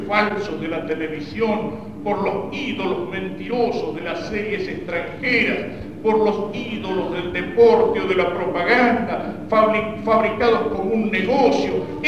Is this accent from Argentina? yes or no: yes; Argentina; de hacernos olvidar de que somos argentinos